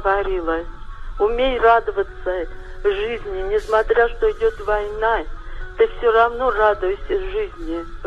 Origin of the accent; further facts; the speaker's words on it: Serpukhov, Moscow Oblast, Russia; вот я росла в Серпухове. Мне 70 лет.